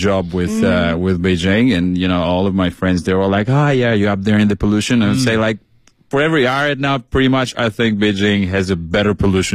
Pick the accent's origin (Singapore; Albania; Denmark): Albania; Albania. Well, your people.